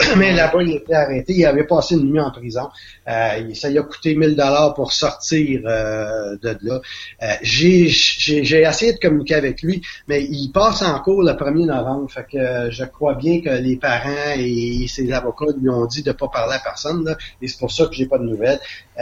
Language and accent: French; Quebec, Canada; C'est un joueur qui, chez nous au Québec, là, à 15 ans, il démontrait une puissance incroyable.